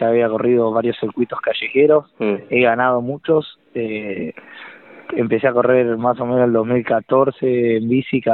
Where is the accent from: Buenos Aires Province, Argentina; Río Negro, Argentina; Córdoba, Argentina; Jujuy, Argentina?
Buenos Aires Province, Argentina; Necochea; born there; now in Santa Rosa, Argentina; yo soy nacido en Necochea y ahora vivo en Santa Rosa ya hace 5 años